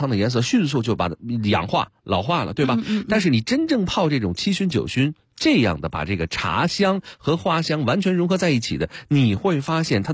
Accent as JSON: {"language": "Chinese", "region": "Beijing", "country": "China", "said": "这个我北京人代表我们北京的这个朋友们，感谢"}